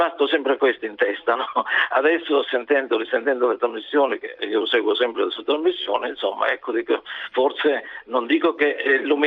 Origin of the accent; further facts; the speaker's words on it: Calabria, Italy; Io telefono dalla Puglia, però io sono calabrese, e negli anni 60, all'inizio degli anni 60, mi ero diplomato da poco a Crotone come chimico